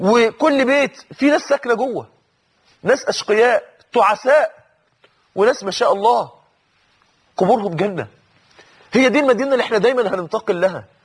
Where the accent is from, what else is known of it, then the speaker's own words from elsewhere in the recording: Mansoura, Dakahlia, Egypt; أحد الناس اللي عاشوا معانا عندنا في المنصورة في نفس المسجد اللي كنا فيه